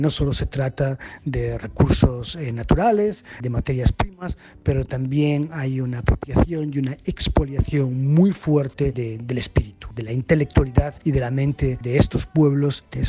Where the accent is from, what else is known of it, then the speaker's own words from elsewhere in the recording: Galicia, Spain; yo vengo de la periferia de Europa, yo soy gallego, de una de las regiones más pobres de Europa